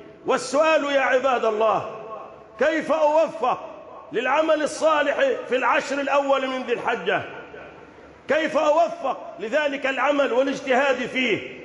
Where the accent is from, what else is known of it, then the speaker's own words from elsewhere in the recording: Egypt; بلدنا مصر